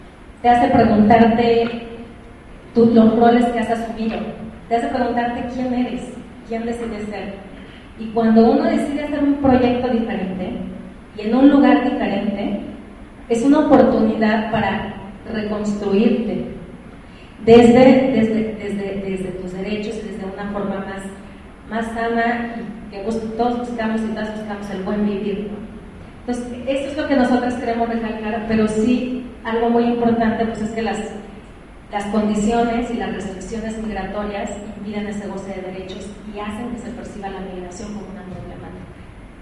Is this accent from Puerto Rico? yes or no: no; Mexico; nosotros como mexicanos lo sufrimos, mucho más las personas extranjeras en el territorio